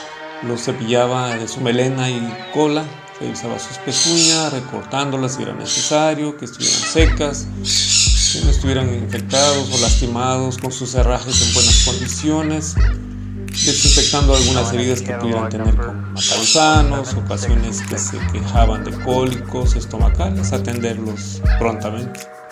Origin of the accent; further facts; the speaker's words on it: San Juan Colorado, Oaxaca, Mexico; first language Mixtec; Spanish is a second language; un placer saludarles desde la costa chica oaxaqueña. … originario del pueblo de San Juan Colorado, del distrito de Jamitepec, donde nuestra lengua materna es el mixteco.